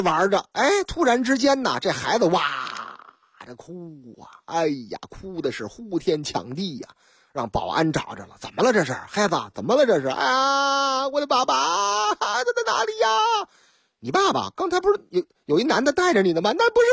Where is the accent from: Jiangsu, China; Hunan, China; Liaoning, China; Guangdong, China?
Liaoning, China; Shenyang; 这事情还真是在我老家发生的，辽宁大沈阳